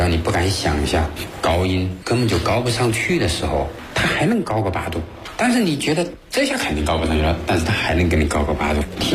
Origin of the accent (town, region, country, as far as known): China